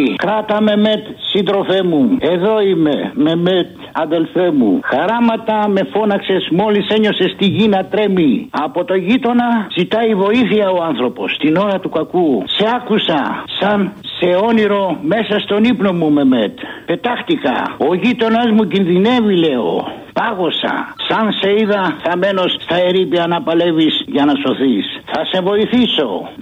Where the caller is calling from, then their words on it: Aigaleo, Attica, Greece; από το Εγάλαιο.